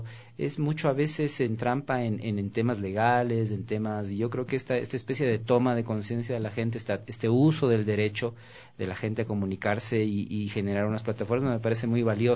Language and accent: Spanish; Quito, Pichincha, Ecuador; Yo crecí con radio desde la infancia y fui como muchos quiteños y como muchos ecuatorianos